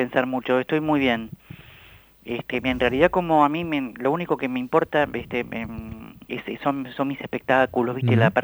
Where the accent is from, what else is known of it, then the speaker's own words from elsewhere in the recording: La Plata, Buenos Aires Province, Argentina; Sí, yo nací acá en La Plata, en esta calle, en la calle 12 y 38 donde vivo. 12, 37 y 38.